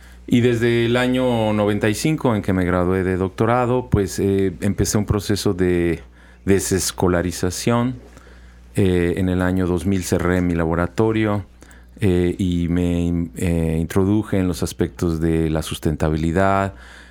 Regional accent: Mexico City, Mexico; born there; yo nací en la Ciudad de México. En la Ciudad de México soy de Tabasco. Mi familia materna es de Tabasco y mi familia paterna es de Colombia, de Bogotá y de Barranquilla.

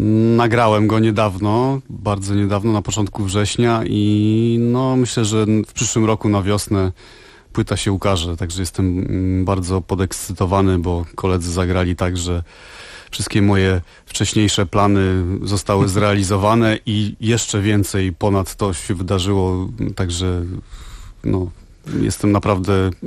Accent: Silesian Voivodeship, Poland; no jestem ze Śląska

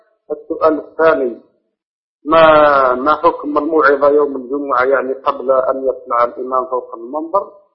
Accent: Algeria; أنا من الجزائر

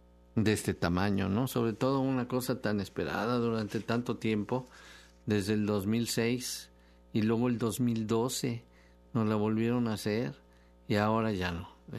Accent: Mexico; A ver, ¿qué vamos a hacer nosotros como mexicanos, no?

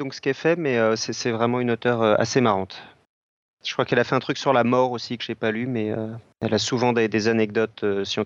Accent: Belgium; Déjà, je suis belge, donc c'est mal parti.

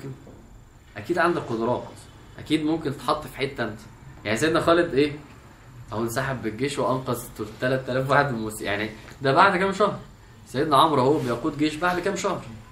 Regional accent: Egypt; احنا كمصريين فعلا في كميه كرياتيفيتي في الفكاهه والميمز فظيعه فعلا

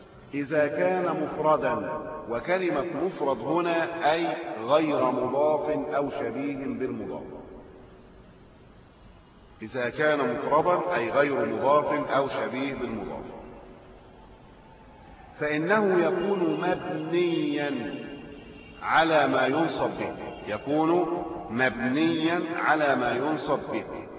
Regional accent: Egypt

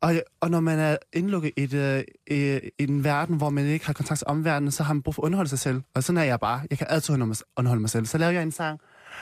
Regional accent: Vietnam; Jeg er fra Vietnam

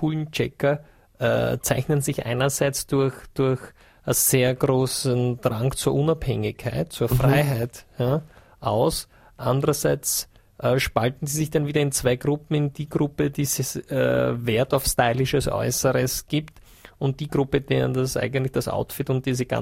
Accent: Vienna, Austria; das ist für uns, glaube ich, als Österreicher und Wiener besonders schön

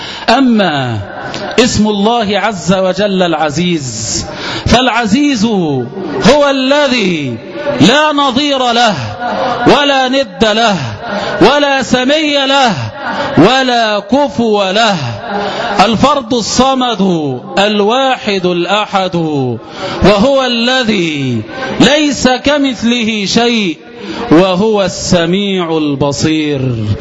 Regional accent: Egypt; فيا ليتنا عباد الله بدلا من أن نهتف كمصريين

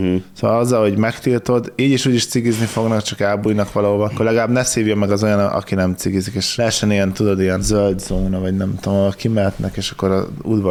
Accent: Jimbolia, Timiș County, Romania; külön köszöntjük a zsombolyiakat. Onnan származok valamennyire.

